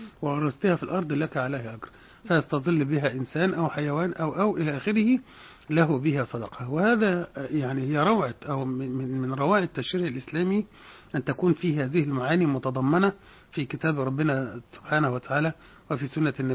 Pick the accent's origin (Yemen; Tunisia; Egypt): Egypt; فهذا راجع إلى قلة الإنتاج عندنا كمصريين بشكل عام